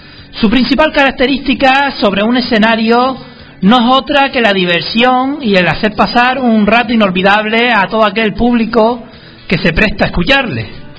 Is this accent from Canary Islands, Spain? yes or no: yes; Canary Islands, Spain; hablaré de una banda de rock de mi tierra, Canarias, pero de la isla vecina, Tenerife.